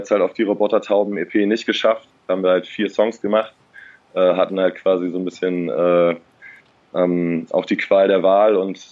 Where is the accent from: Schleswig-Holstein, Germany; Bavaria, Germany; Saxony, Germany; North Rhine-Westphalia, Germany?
Schleswig-Holstein, Germany; Eckernförde; also born or lived in Kiel; now in Berlin, Germany; Aus Schleswig-Holstein, aus dem kleinen, beschaulichen Eckernförde. Kleiner Kurort direkt an der Ostsee. Und ja, von da aus erstmal in die große Stadt nach Kiel und dann weiter nach Berlin gezogen.